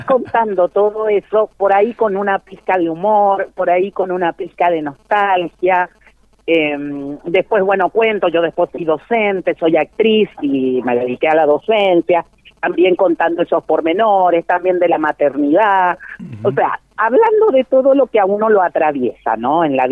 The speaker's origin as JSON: {"language": "Spanish", "country": "Chile", "said": "Porque yo soy chilena y porque mis padres, los dos eran de Valparaíso, se conocieron en Valparaíso"}